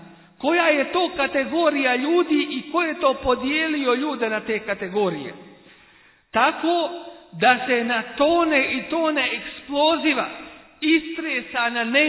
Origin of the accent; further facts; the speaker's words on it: Bosnia & Herzegovina; Kod nas u Bosni, ako nije jedan dio, ako nije cijelu, onda jeste jedan dio.